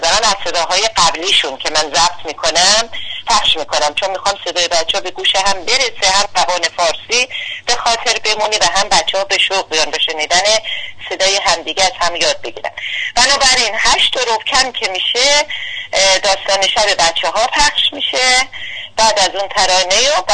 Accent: Iran; من به سهم خودم به عنوان یک ایرانی از زحمات بیدریق شما

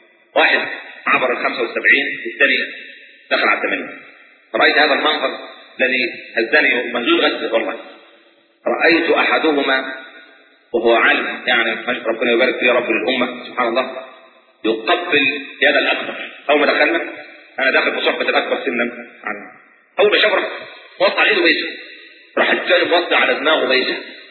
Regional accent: Egypt; now in Germany; انا مصري.

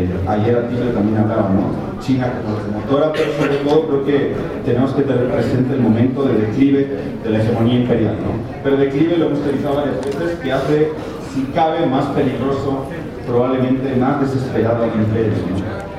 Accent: Basque Country, Spain; now in Bolivia; aunque soy vasco de identidad y boliviano de adopción y nacionalizado, pero ahora estoy pensando como europeo.

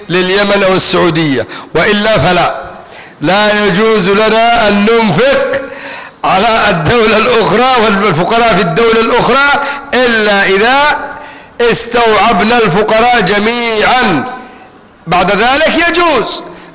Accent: Egypt; أنا مصري وعاوز اسافر بكره مثلا

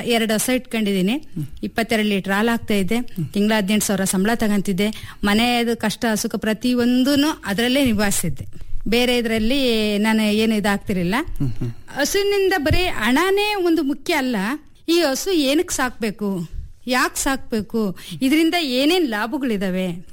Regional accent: Bhimanere, Karnataka, India; ನಂದು ದಾವಣಗೆರೆ ಜಿಲ್ಲೆ ಹಿರೇಕೋಗ್ಲೂರ್ ಹತ್ರ ಒಂದು ಭೀಮನೆರೆ ಅಂತ ಹೇಳಿ ಒಂದು ಗ್ರಾಮ. ಹಳ್ಳಿಯಲ್ಲಿ ಹುಟ್ಟಿದ್ದು, ಹಳ್ಳಿಯಲ್ಲೇ ಬೆಳೆದಿದ್ದು.

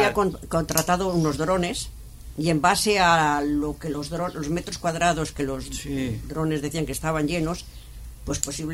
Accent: Barcelona, Catalonia, Spain; yo tampoco soy de Madrid, ¿eh? Pero bueno, estoy dentro del territorio nacional, pero yo soy de Barcelona.

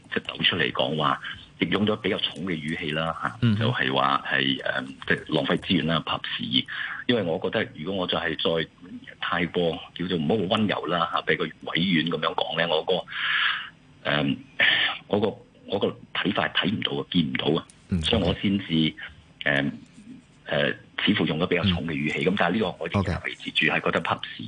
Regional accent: China; 如果你我哋中國人家好多啦，有父系、有母系、有姨媽、有姑姐等等

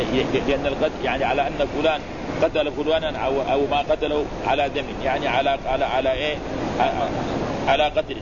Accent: Mecca, Makkah Province, Saudi Arabia; هنا عندنا في مكة

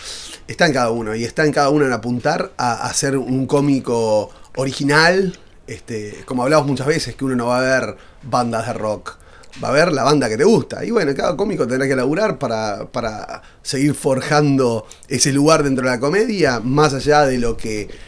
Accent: Uruguay; yo soy uruguayo, pero por mi manera de hablar muchas veces, o como visto, además, doy como medio porteño.

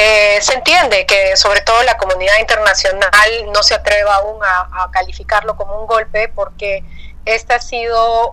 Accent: Peru; como peruana y como periodista estoy por supuesto completamente conectada 24/7

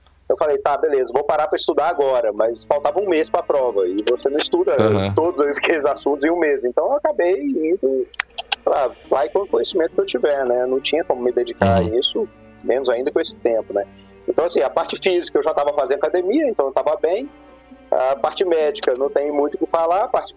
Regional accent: Belo Horizonte, Minas Gerais, Brazil; empacotei as coisas, né, que eu sou de Belo Horizonte, né, empacotei as coisas e fui para Foz, fiquei lá 4 anos.

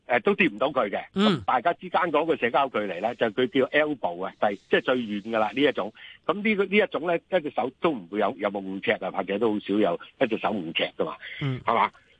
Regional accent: Guangdong, China; 譬如我哋廣東人成日都話講嘢好大聲噶嘛

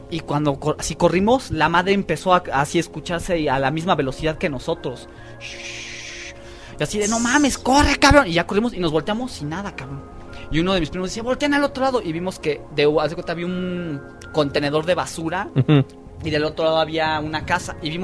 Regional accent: Galicia, Spain; porque mis abuelos no son de aquí, soy gallego.

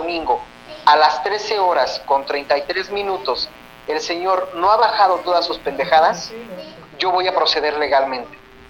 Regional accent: Mexico City, Mexico; cuando voy a la Ciudad de México, de donde soy originario

